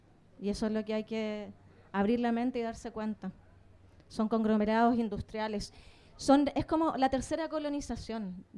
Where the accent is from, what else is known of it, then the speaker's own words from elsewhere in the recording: Patagonia, Chile; yo soy chilena. He vivido muchos conflictos desde mi infancia. Vengo de una zona del sur de Chile, que es la Patagonia